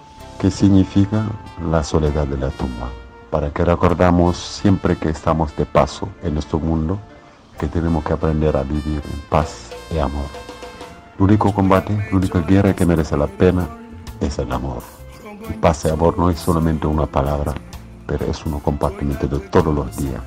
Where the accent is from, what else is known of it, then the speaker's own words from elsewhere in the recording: Canary Islands, Spain; cantante de … desde Tenerife, Canarias, España.